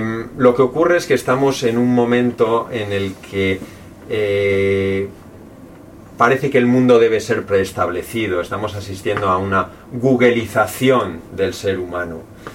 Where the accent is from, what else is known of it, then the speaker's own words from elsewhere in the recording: Spain; now in Chamonix, France; Yo vivo en Francia, soy español y adoro la cultura española